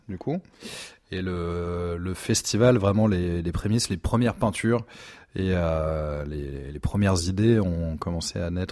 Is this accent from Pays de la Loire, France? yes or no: no; Fontainebleau, Île-de-France, France; j'ai 31 ans, donc le petit jeune. J'ai grandi à Fontainebleau